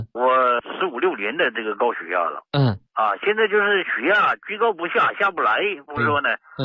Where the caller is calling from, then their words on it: Wuxi, Jiangsu, China; 我是无锡的一个新听众了。